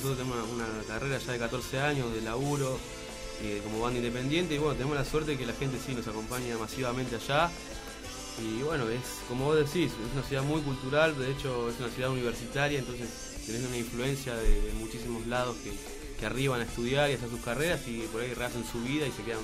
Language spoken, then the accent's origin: Spanish; La Plata, Buenos Aires Province, Argentina; ya que somos de La Plata